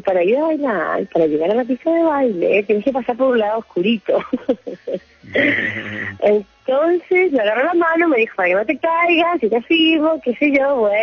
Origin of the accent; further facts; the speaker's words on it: Chile; Yo soy chilena, sí.